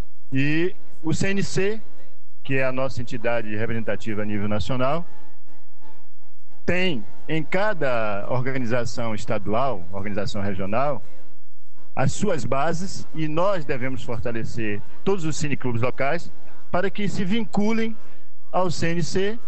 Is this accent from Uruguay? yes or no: no; Salvador, Bahia, Brazil; Sou de Salvador … faço parte da diretoria atual do CNC, diretoria de formação